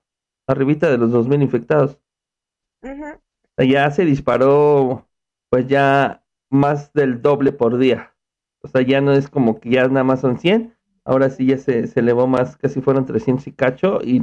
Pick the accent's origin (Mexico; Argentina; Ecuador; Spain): Mexico; Nosotros como mexicanos, muchas de las veces no nos echamos la mano los unos con los otros.